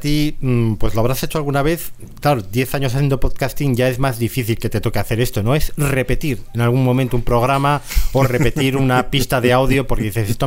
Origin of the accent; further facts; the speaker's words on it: Valladolid, Castile and León, Spain; ahora estamos … y yo, que somos los dos de Valladolid.